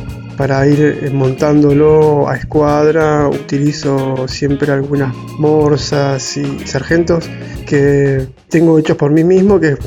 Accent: Ingeniero Jacobacci, Río Negro, Argentina; born there; now in Bariloche, Argentina; soy nacido en Ingeniero Jacobacci y hace años que vivo acá en Bariloche.

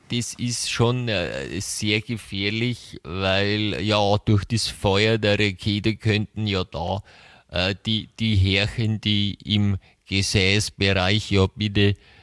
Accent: Munich, Bavaria, Germany; Ich komme aus München.

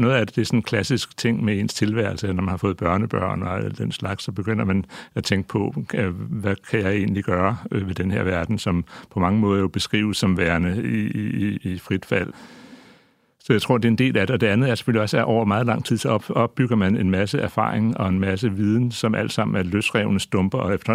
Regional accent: Greenland; Jeg er også vokset op, kan man sige, til en vis grad i sådan en grønlandsk kontekst

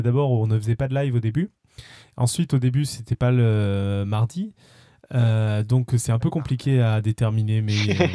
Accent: Toulouse, Occitanie, France; Moi, je viens de Toulouse, ça me choque, je peux te le dire.

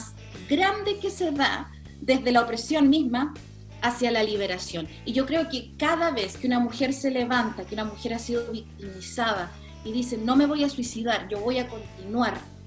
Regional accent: Chile; moved away as an adult; now in Australia; Yo vivo hace 26 años en Australia. Ahora estoy en Chile porque soy chilena, obviamente vengo regularmente.

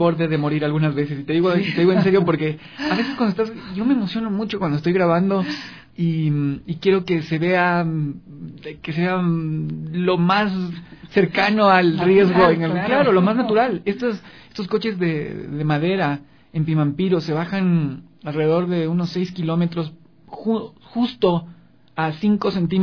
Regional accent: Ecuador; nos tiene que empoderar para repensarnos como ecuatorianos

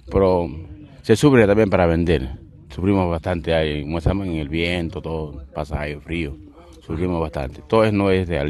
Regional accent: Peru; moved away as an adult; now in Argentina; Acá estamos vendiendo el otro, trabajando de Perú. Venimos de Perú a trabajar acá en las ferias.

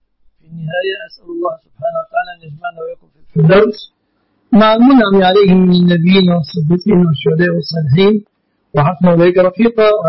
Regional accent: Egypt; عندنا في مصر

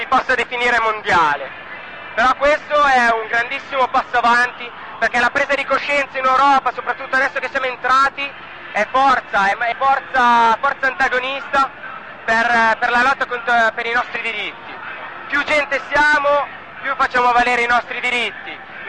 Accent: Novara, Piedmont, Italy; Sono di Novara.

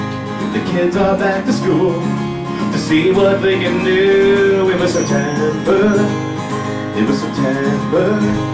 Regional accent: Staten Island, New York, United States; As Dennis said, I'm from Stapleton, born and raised on Jackson Street.

